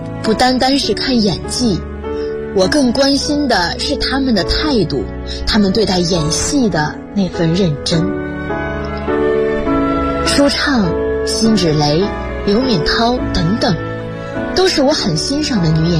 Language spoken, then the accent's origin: Chinese; Xuzhou, Jiangsu, China; 来自江苏徐州。我在南京大学，距离我的家乡344.1公里。